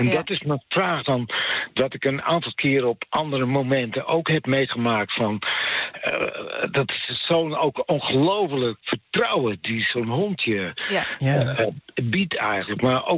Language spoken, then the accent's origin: Dutch; Friesland, Netherlands; ik kom uit Friesland. En op de lagere school gingen wij dan rekenen in het Fries doen.